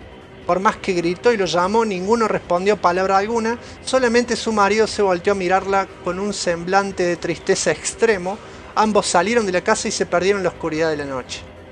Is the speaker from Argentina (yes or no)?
yes; Buenos Aires, Argentina; soy de Capital.